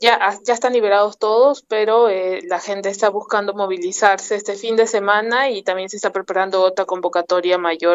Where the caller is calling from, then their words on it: Lima, Peru; Buenas tardes, saludos desde Lima, Perú. … de Corriente Maru.